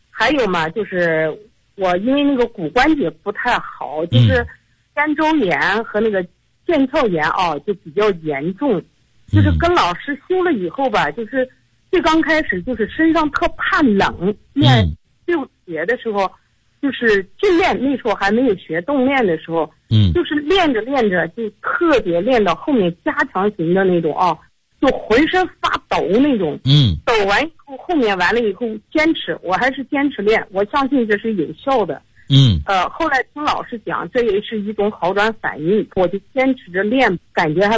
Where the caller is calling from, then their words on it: Urumqi, Xinjiang, China; 我是新疆的你的听众，也是你的会员，